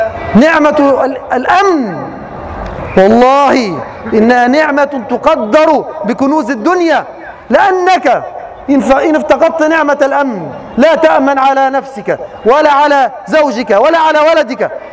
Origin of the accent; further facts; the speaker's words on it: Egypt; في هذه البلاد، في بلادنا مصر